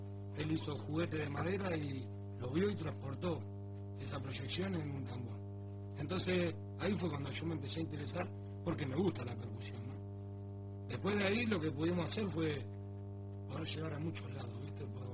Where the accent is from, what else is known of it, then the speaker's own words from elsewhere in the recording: Uruguay; Sí, yo soy uruguayo.